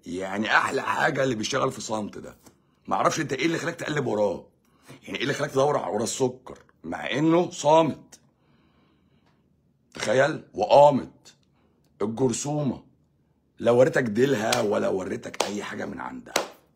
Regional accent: Egypt; moved away; احنا مصريين في الغربه بنقف مع بعض

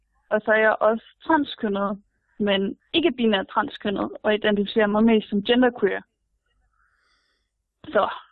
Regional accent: Aarhus, Central Denmark Region, Denmark

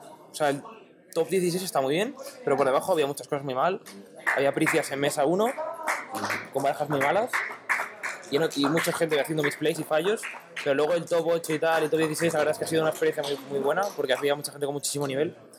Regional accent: Madrid, Community of Madrid, Spain; De Madrid, de aquí.

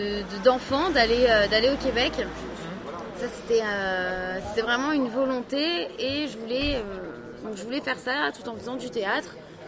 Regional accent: France; Quand on est français et qu'on va là-bas

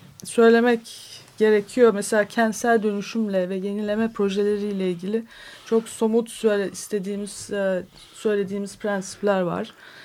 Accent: Istanbul, Turkey; Dedik ki biz İstanbullular olarak kendi aramızda bir sözleşme yapabilir miyiz?

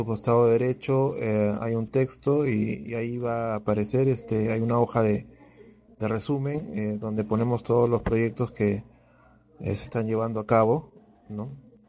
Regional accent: Peru; Y como peruanos debemos estar unidos, ¿no?

